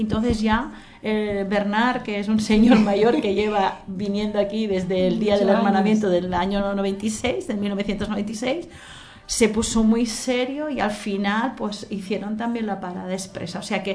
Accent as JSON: {"language": "Spanish", "town": "Calaf", "region": "Catalonia", "country": "Spain", "tie": "born or raised there", "moved": "yes", "lives_now": "Écija, Spain", "said": "sí, de Cataluña, mi pueblo, tenían la ruta, iban a hacer, la hicieron"}